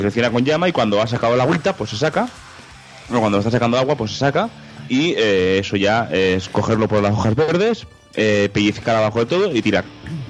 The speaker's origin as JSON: {"language": "Spanish", "region": "Catalonia", "country": "Spain", "said": "como catalán, me ofende mucho."}